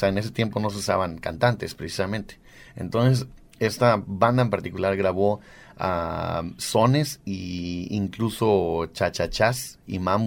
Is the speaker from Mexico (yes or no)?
yes; Mexico; Son mexicanos tradicionales, mexicanos que nosotros nacimos y crecimos en México y venimos de México.